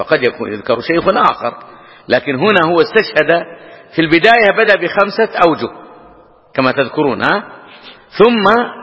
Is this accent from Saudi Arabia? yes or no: yes; Hejaz, Saudi Arabia; أو يسمونه عندنا في الحجاز مضير أو نحو ذلك